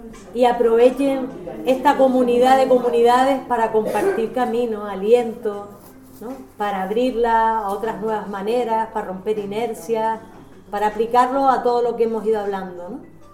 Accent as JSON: {"language": "Spanish", "region": "Canary Islands", "country": "Spain", "said": "pero para equivocarnos somos, en Canarias, muy mala mañana."}